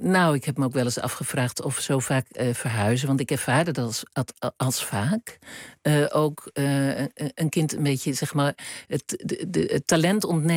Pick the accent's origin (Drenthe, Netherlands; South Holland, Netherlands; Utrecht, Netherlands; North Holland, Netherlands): Utrecht, Netherlands; moved away as an adult; toen ik naar Rotterdam ging, vond ik dat helemaal niet. Ik kwam uit Utrecht.